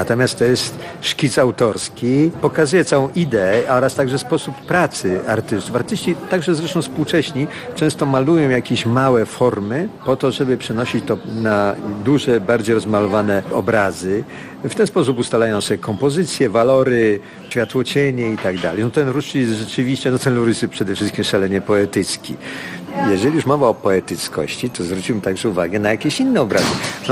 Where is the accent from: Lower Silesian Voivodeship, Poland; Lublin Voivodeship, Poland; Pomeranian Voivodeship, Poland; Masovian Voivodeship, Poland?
Lower Silesian Voivodeship, Poland; Wrocław; Jestem wrocławianinem z urodzenia. Studiowałem we Wrocławiu, żonę znalazłem sobie we Wrocławiu, dzieci moje się urodziły we Wrocławiu, mieszkam we Wrocławiu.